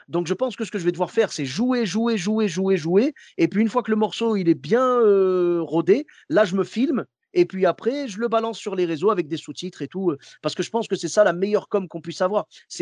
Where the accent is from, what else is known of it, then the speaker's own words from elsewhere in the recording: Clermont-Ferrand, Auvergne-Rhône-Alpes, France; Moi, je suis de Clermont-Ferrand à la base.